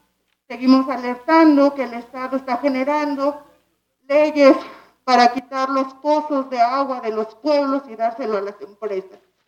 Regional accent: Santiago Mexquititlán, Querétaro, Mexico; Yo vengo de Santiago Mezquitlán, Amealco, Querétaro.

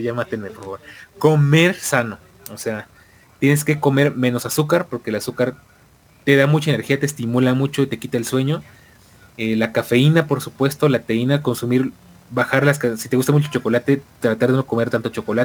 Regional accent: Argentina; Como argentino, ¿qué estoy haciendo mal, boludo?

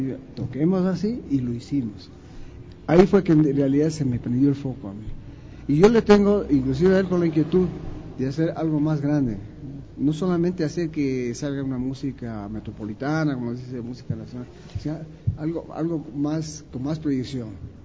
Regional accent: Colombia; also born or lived in Brazil; now in Ecuador; yo viví en Brasil, yo me formé en Brasil como director de orquesta. Entonces, tengo todas esas... y soy colombiano además

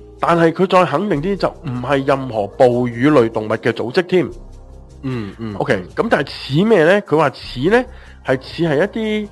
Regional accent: Hong Kong; 佢哋我哋香港人简称佢叫做蓝饭嘅

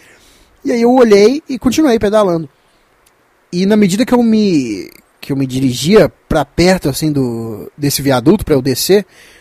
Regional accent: Minas Gerais, Brazil; pra quem não sabe, eu sou de Minas

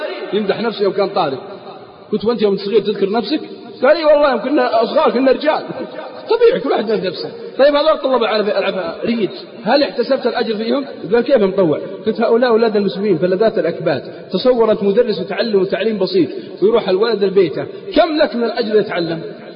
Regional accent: Al-Qassim, Saudi Arabia; عندنا في القصيم يقول مالي شغل

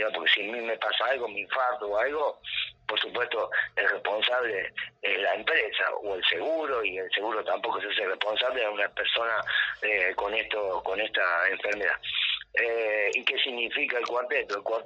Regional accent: Córdoba, Argentina; yo tengo el mismo derecho porque soy argentino, porque soy cordobés y puedo pisar mis tierras

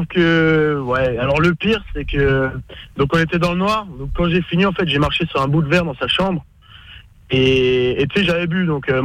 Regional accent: Belgium; marché de Noël en Belgique, je viens de Belgique.

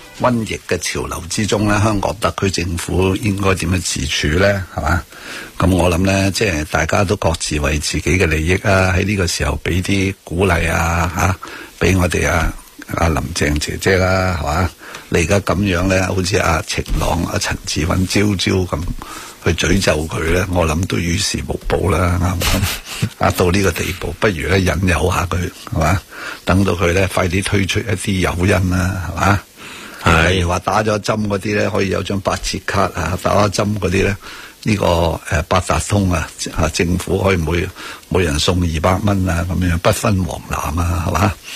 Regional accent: China; 因为我系中国人。

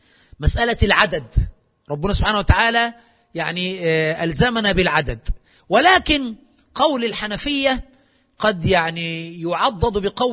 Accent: Aswan, Aswan Governorate, Egypt; كما يفعل عندنا في أسوان وفي قرى الصعيد

